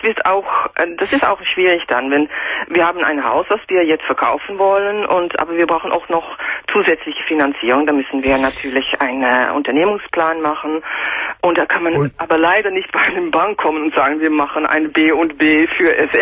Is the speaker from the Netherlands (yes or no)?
yes; Netherlands; German is a second language; Ich bin Holländerin